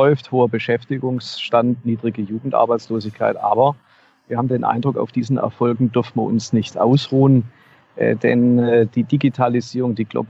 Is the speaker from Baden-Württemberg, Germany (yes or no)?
yes; Horb am Neckar, Baden-Württemberg, Germany; in meiner Heimatstadt Horb am Neckar